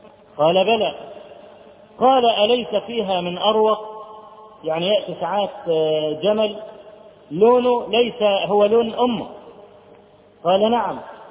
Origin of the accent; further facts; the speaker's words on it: Egypt; فرجل اول ما عرف ان انا من مصر